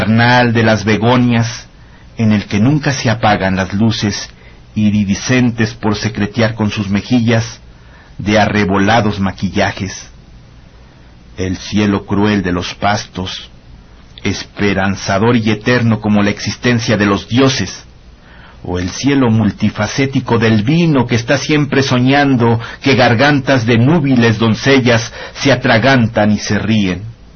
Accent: Oaxaca, Mexico; Con la música recordé pues cosas de cuando era niño allí en mi pueblo, en las fiestas regionales en la ciudad de Oaxaca.

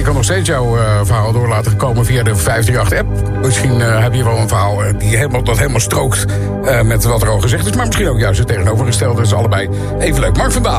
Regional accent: The Hague, South Holland, Netherlands; ik kom uit Den Haag voor de duidelijkheid.

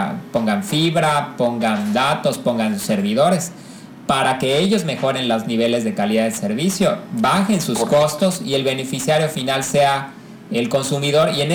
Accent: Mexico; como mexicanos, yo creo que no estamos tan acostumbrados a los proyectos colaborativos

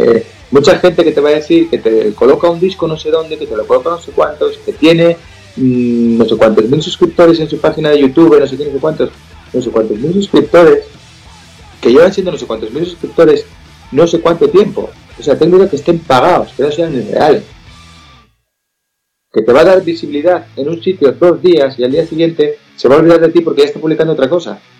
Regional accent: Asturias, Spain; Yo soy asturiano de Asturias. En Asturias hablamos un idioma

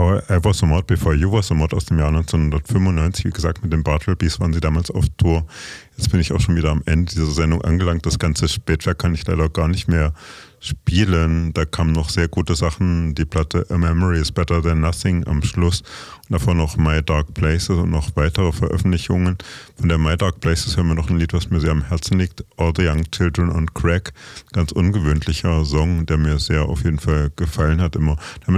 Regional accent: Kassel, Hesse, Germany; Auch 1995 waren sie in Kassel, in meinem Heimatort sozusagen.

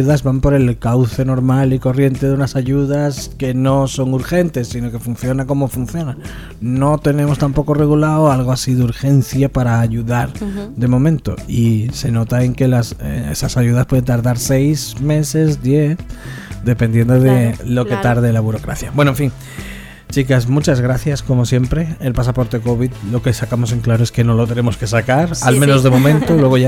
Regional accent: Spain; Nosotros somos españoles y funcionamos como tenemos que funcionar

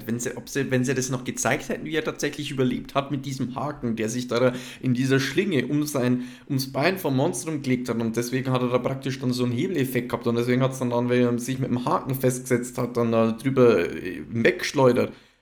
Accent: United States; Ja, ich muss außerdem auch noch sagen Monarchie, weil ich bin ja auch Amerikaner, also.

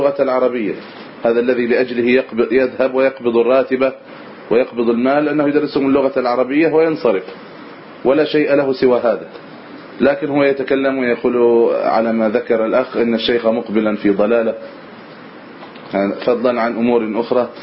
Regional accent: Egypt; نريد أن يكون عندنا في مصر هنا مثلا جامعة إسلامية سلفية رسمية

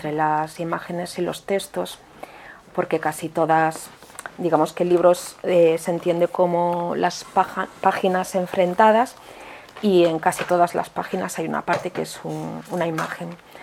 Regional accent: Santiago de Compostela, Galicia, Spain; yo soy gallega, yo nací en Santiago de Compostela.

